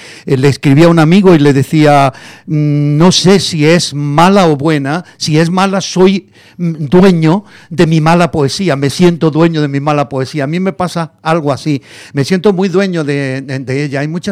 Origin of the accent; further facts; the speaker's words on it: Granada, Andalusia, Spain; now in Madrid, Spain; Me dice que yo soy Madrid de Granada o Granada de Madrid, que en esperanto significa madrileño a lo granadino o granadino a lo madrileño. Y efectivamente, yo me vine en el año 68, son 50 años. En septiembre hará 50 años que estoy aquí.